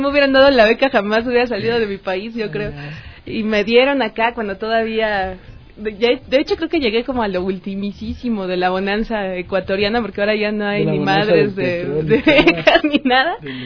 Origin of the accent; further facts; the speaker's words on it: Mexico; somos originarios de distintos lados también, ¿no? Hay una chica ecuatoriana, pero también hay peruanos, yo que vengo de México.